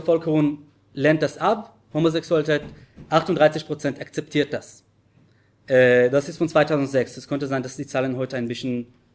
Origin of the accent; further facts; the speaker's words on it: Jerusalem, Jerusalem District, Israel; German is a second language; ich bin in Jerusalem aufgewachsen, bis heute wurde ich nicht trauen, mit einem Mann zu küssen auf der Straße in Jerusalem